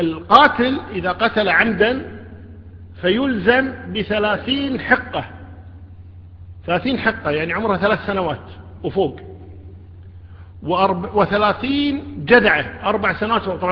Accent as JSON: {"language": "Arabic", "country": "Kuwait", "said": "12,000 الدية عندنا 12,000 في الكويت"}